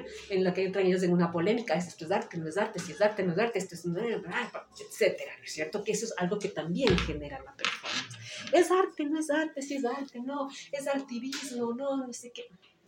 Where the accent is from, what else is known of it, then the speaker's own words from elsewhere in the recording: Ecuador; vivimos en un contexto como ecuatorianos en el que no podemos estar ciegos a lo que sucede